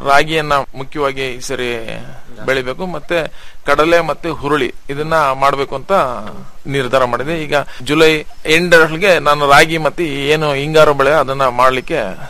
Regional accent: Bidare, Karnataka, India; ನಂದು ಶ್ರೀಬಿದ್ರಿ ಅಂತ ಹೇಳ್ಬಿಟ್ಟು, ಕಡೂರು ತಾಲೂಕು ಸಕ್ಕರೆಪಟ್ಟಣ ಹೋಬಳಿ.

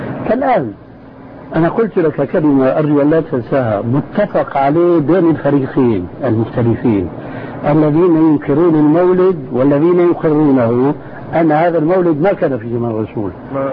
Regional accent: Syria; نص الكلام يقولون عندنا في الشام ما علي جواب

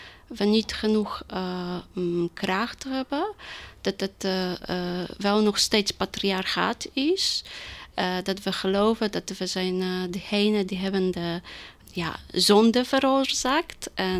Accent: Poland; now in Netherlands; Ik kom uit Polen.

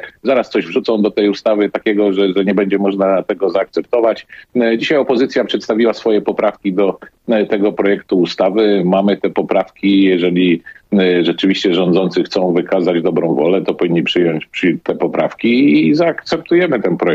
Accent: Szczecin, West Pomeranian Voivodeship, Poland; Ja na szczęście jestem ze Szczecina, więc nie mam tego typu problemu.

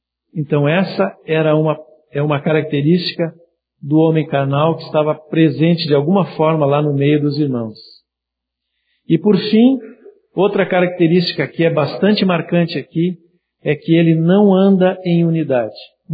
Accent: Santana do Livramento, Rio Grande do Sul, Brazil; Eu vim de Santana do Livramento.

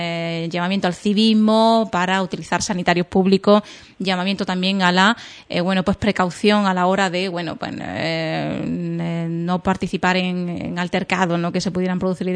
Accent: Andalusia, Spain; como buena andaluza, yo soy exagerada

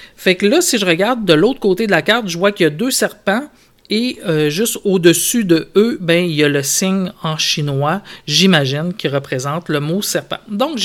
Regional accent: Saguenay, Quebec, Canada; je vous écris du Québec. Je viens du Saguenay, une région où l'on mange la fameuse tourtière du Saguenay.

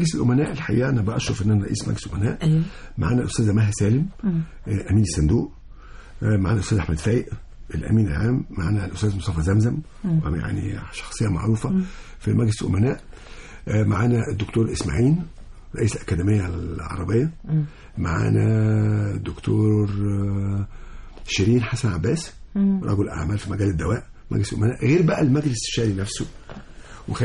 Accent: Egypt; لان احنا اولاد مصر

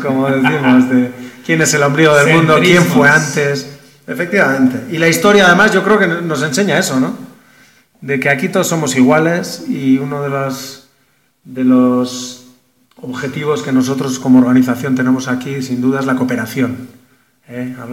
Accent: Basque Country, Spain; Yo vengo del País Vasco y también, pues nosotros obviamente tenemos una cultura, una lengua muy arraigada

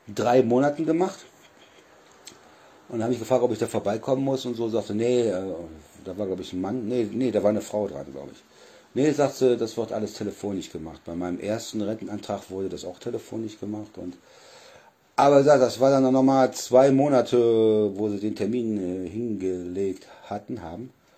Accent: Solingen, North Rhine-Westphalia, Germany; ich komme ja aus Nordrhein-Westfalen, aus Solingen. Und früher, wo ich noch in Solingen war

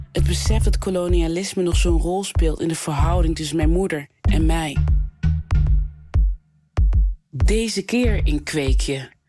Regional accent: North Brabant, Netherlands; born there; Ze leerden ons geen Sranantongo, maar Nederlands. Een zachte G pikten we op van onze Brabantse klasgenoten, vrienden en buren. Nederland is mijn geboorteland, maar er is ook altijd de overkant.

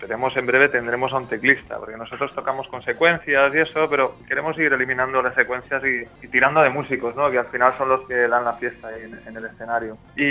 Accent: Valencia, Valencian Community, Spain; moved away as an adult; now in Tenerife, Spain; Yo soy de Valencia. Uh-huh. Y me fui a Tenerife a vivir por temas de trabajo y tal

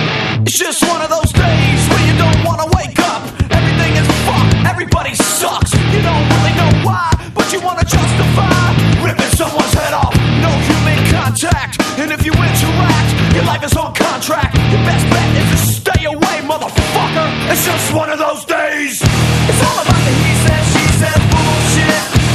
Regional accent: Madrid, Community of Madrid, Spain; Yo soy de Madrid, ¿eh?

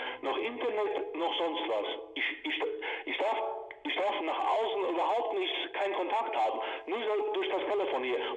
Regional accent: Croatia; Ich komme aus Kroatien.

